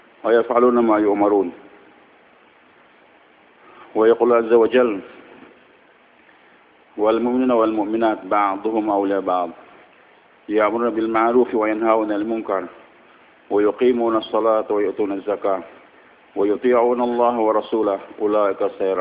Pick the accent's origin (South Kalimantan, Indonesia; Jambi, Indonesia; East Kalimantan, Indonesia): South Kalimantan, Indonesia; Banjarmasin; born there; Saya ini lahir di Banjarmasin.